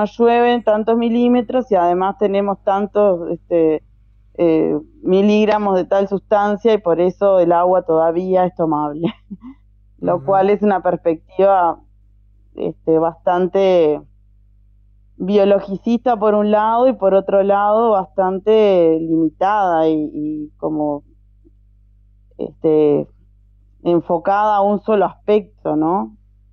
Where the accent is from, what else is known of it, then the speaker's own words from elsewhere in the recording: Soca, Canelones, Uruguay; primero que soy de Soca, Soca está a nada del arroyo Solís Chico